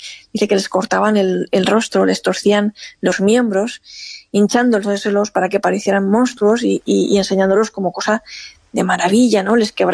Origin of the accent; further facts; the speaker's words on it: Monforte del Cid, Valencian Community, Spain; resulta que yo soy de un pueblo que se llama Monforte de Cid, y que al lado de mi pueblo, a 3 kilómetros de mi pueblo, hay un pueblecito también que se llama Novelda.